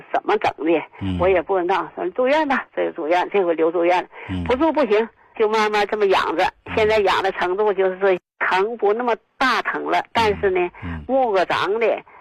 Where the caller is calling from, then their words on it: Shenyang, Liaoning, China; 我是沈阳的。